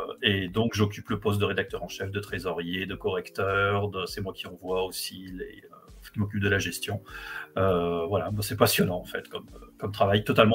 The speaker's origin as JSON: {"language": "French", "town": "Lyon", "region": "Auvergne-Rhône-Alpes", "country": "France", "lives_now": "Lille, France", "said": "je suis lyonnais d'origine, lillois depuis un an et demi"}